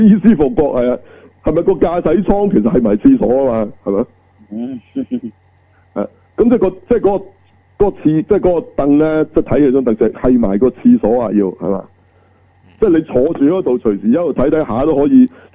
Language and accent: Cantonese; China; 嗱呢啲我哋作為中國人好清楚㗎